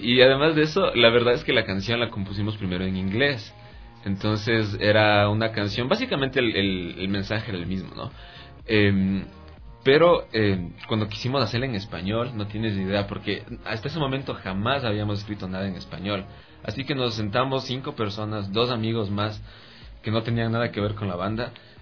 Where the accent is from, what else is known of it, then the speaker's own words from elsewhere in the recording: Latacunga, Cotopaxi, Ecuador; Yo soy de Cotopaxi, soy de la Tacunga de por ahí. Entonces, sí, de hecho recién nomás llegué acá.